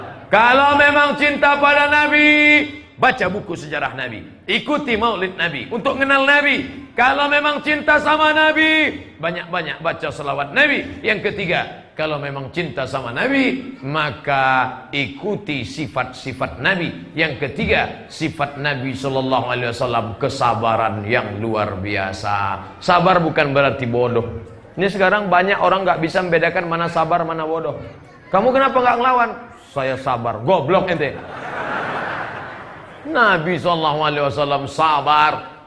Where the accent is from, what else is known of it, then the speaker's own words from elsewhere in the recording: Sumatra, Indonesia; Saya orang Sumatera, pahami suaranya lantang.